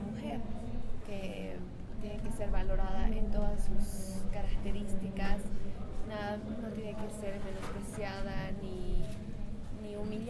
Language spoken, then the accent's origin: Spanish; Oruro, Bolivia; Soy orureña, colombiana orureña. He nacido en una comunidad de Oruro. Soy aymara, me considero aymara. Tengo 20 años